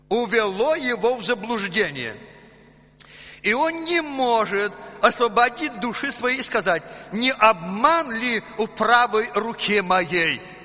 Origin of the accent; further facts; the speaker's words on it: Belarus; accent: Belarusian; Ну, мы белорусы. Мы белорусы, потом у нас белорусский акцент, и нам простительно, что мы иногда уже привыкли к своему лексикону.